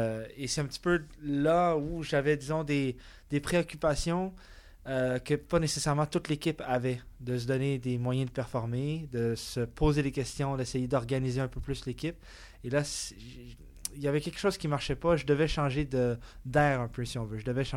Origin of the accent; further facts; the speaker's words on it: Laval, Quebec, Canada; also born or lived in Montreal; Je suis né à Montréal, j'ai vécu mon enfance à Laval, dans les Laurentides